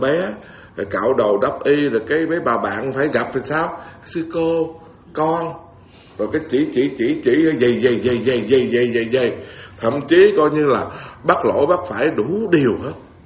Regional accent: Bến Tre, Vietnam; Tôi là người miền Tây rặt mà, Bến Tre nữa đó.

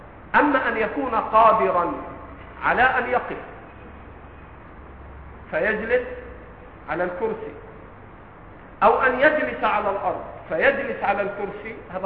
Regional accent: Egypt; ترى في آخر المسجد شيبان وعلى لهجتنا في مصر عواجيز مترصصين كده جنب بعض

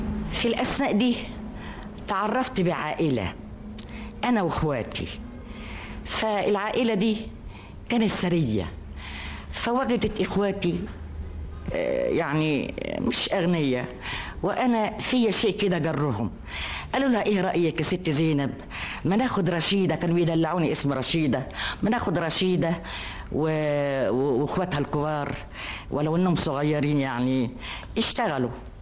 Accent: Alexandria, Alexandria Governorate, Egypt; born there; اتولدت في اسكندرية، وكنا في حي جنب سيد الأباصيري

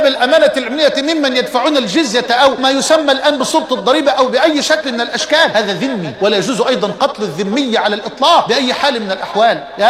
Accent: Egypt; وأسأل الله جل وعلا أن يحفظ على بلدنا مصر أمنها وأمانها واستقرارها

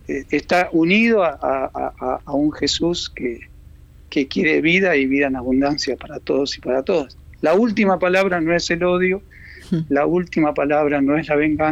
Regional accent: Argentina; now in Uruguay; Sí, soy argentino.

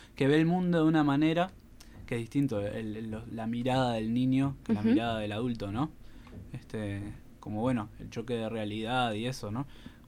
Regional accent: Costa Azul, Canelones, Uruguay; Habla un poco sobre mi infancia en Costa Azul, balneario de Canelones.

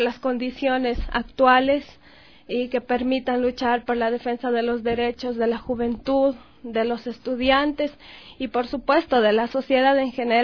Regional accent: Espíndola, Loja, Ecuador; now in Quito, Ecuador; yo soy oriunda del cantón Espíndola, que no muchos conocen aquí en Quito, que siempre les menciono de mi cantón es y dónde queda. Es un cantón fronterizo de la provincia de Loja. A muy temprana edad salí de mi cantón

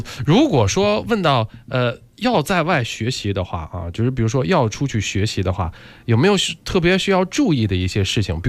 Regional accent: China

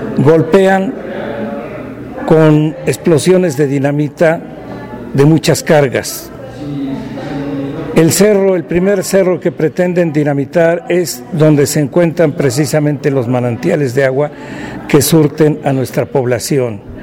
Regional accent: Tetela de Ocampo, Puebla, Mexico; servidor suyo. Vengo de Sierra Norte de Puebla, precisamente de Tetela de Ocampo.

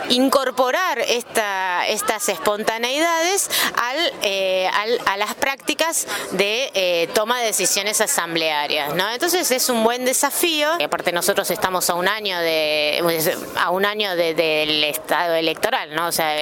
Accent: San Rafael, Mendoza, Argentina; Yo soy de San Rafael, es una ciudad donde la gente no se moviliza mucho

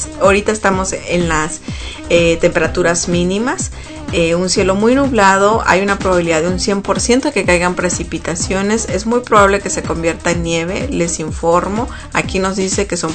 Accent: Sonora, Mexico; En la frontera con México, de donde yo soy, de Sonora

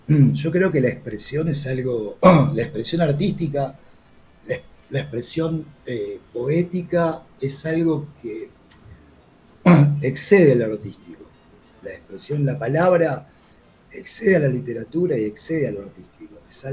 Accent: La Plata, Buenos Aires Province, Argentina; mi lugar de nacimiento, con mi origen, que fue acá a La Plata, unos meses antes de la dictadura, del 76. Me crié acá, bueno, al principio mi infancia fue un poco la dictadura, fue tipo un exilio interno que se tomaron mis viejos.

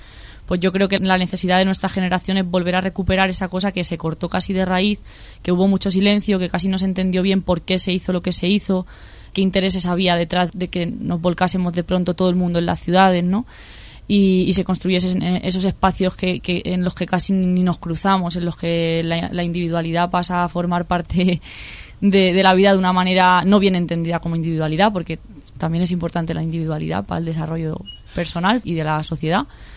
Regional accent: San Fernando de Henares, Community of Madrid, Spain; also born or lived in Coslada; Yo nací en Madrid. Me he criado en San Fernando de Henares y Coslada, en municipios así de la periferia, y siempre he estado vinculada a los pueblos de mi familia, que son Villamayor de Santiago en Cuenca y Cifuentes en Guadalajara.

